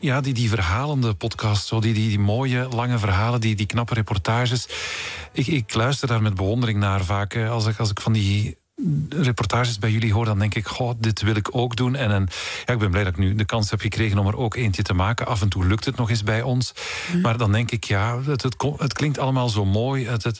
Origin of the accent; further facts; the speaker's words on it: Belgium; Nee, ik kom niet uit Brazilië, wel uit België.